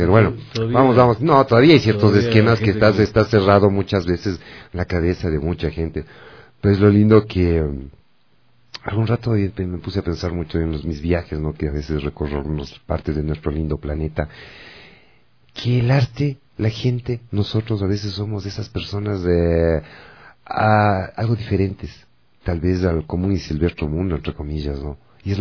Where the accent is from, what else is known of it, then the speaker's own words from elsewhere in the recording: Ecuador; somos ecuatorianos y muy orgullosos de tener otras raíces y felices de ser amarillo, azul y rojo de Ecuador.